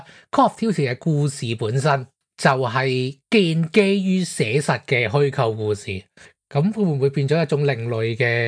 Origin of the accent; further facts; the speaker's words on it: Hong Kong; 唔系我哋香港人自嗨啊